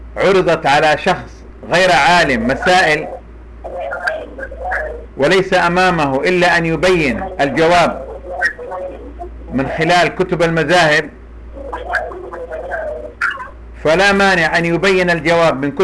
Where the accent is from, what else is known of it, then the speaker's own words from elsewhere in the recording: Saudi Arabia; مثل هذه القضية حصلت عندنا في السعودية